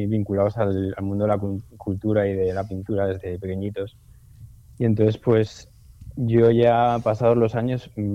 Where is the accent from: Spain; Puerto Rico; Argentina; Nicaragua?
Spain; Granada, Andalusia; born there; also born or lived in La Rioja; yo nací en Granada, pero he estado viviendo mucho tiempo en La Rioja.